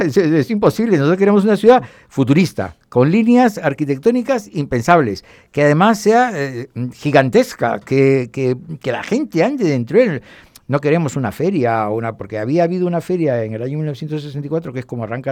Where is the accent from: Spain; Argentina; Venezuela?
Spain; Valencia, Valencian Community; Y como valenciano de muchos años, la verdad es que me sentí muy orgulloso